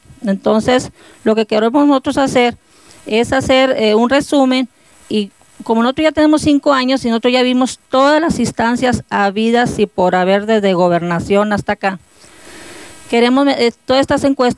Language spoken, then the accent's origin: Spanish; Hermosillo, Sonora, Mexico; somos una familia de Hermosillo, Sonora, que desde el 2009 traemos estos metales que vienen por el río Sonora.